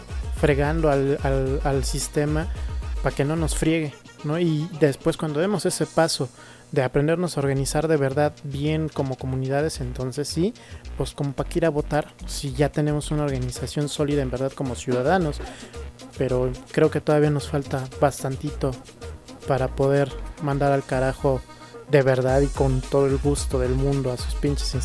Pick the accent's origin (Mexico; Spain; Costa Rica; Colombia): Mexico; como mexicanos somos muy de, ay, pues ya te eché una hojita